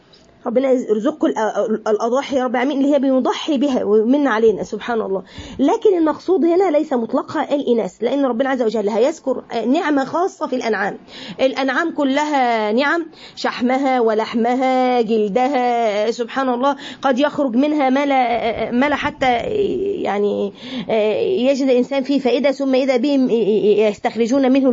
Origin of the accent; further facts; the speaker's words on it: Egypt; يعني احنا عندنا في مصر الحليب هو اللبن،